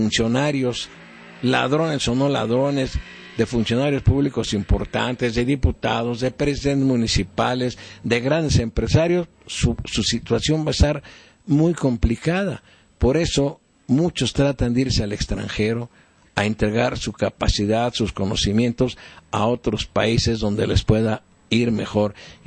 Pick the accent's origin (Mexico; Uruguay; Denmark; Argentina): Mexico; no tengamos más conciencia como mexicanos de lo que debemos de hacer